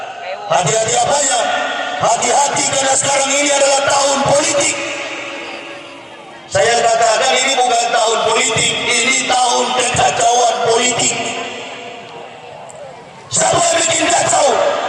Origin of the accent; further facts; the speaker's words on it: Manado, North Sulawesi, Indonesia; saya berasal dari suku Manado, Pak, Sulawesi Utara.